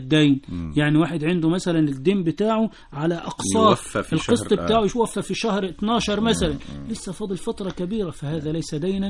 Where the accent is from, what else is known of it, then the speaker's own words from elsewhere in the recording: Egypt; جرت عادة الناس عندنا في مصر كلها